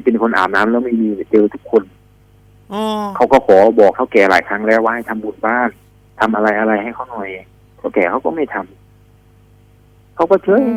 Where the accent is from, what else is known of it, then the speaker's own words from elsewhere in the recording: Aranyaprathet, Sa Kaeo, Thailand; ผมเป็นคนบ้านนอกผมเป็นคนจังหวัดสระแก้วอำเภออรัญญประเทศนี่แหละ